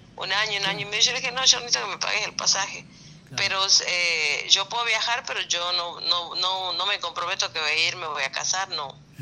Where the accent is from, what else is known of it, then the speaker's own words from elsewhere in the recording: Tucumán, Argentina; moved away; also born or lived in Colombia; Y ya estoy fuera del país ya cumplí 21 años fuera del país.